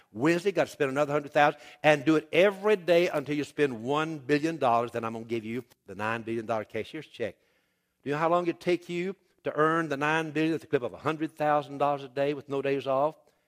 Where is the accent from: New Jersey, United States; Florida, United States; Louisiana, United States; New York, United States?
Louisiana, United States; Even as a Cajun, I got my system worked out.